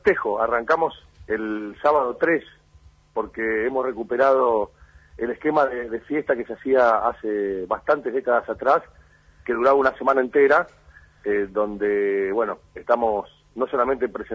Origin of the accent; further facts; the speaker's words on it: Argentina; lo que somos nosotros como argentinos, nuestra historia, nuestras raíces latinoamericanas, nuestros vínculos con las comunidades originarias